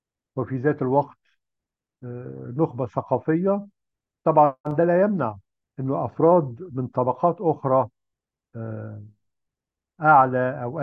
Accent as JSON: {"language": "Arabic", "country": "Egypt", "said": "الحيرة اللي إحنا كمصريين كنا دايماً بنواجهها"}